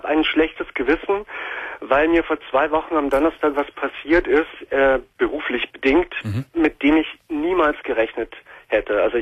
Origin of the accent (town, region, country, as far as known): Munich, Bavaria, Germany; born or raised there